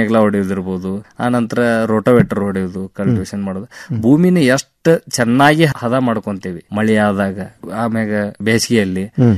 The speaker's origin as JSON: {"language": "Kannada", "town": "Morab", "region": "Karnataka", "country": "India", "said": "ನಾವು ಮೂಲತಃ ಧಾರವಾಡ ಜಿಲ್ಲಾ ನವಲಗುಂದ ತಾಲೂಕು ಮೊರಬು ಗ್ರಾಮದ"}